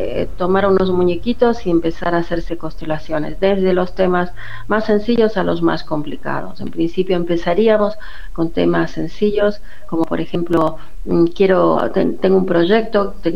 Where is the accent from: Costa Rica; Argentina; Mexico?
Argentina; Córdoba; moved away as an adult; now in Barcelona, Spain; nací en Córdoba, en Argentina. Me formé en Argentina. Y ya hace 30 años que vivo en Barcelona, pero en realidad toda mi formación como psicóloga ha sido en Argentina, en Buenos Aires y en Córdoba.